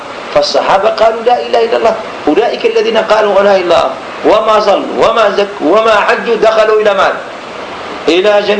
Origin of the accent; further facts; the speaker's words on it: Algeria; مثلا الآن الخمر عندنا في الجزائر، الآن المجتمع العاصمة الآن الخمر